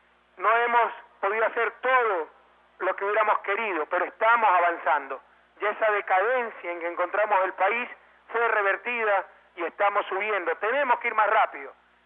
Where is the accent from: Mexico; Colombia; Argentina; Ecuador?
Ecuador; Guayaquil, Guayas; desde este barrio tan querido, sector tan querido de mi ciudad natal, la Isla Trinitaria, un inmenso abrazo a todo Guayaquil